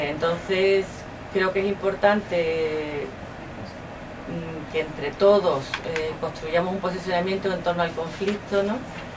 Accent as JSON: {"language": "Spanish", "region": "Andalusia", "country": "Spain", "said": "nosotros como pueblo andaluz"}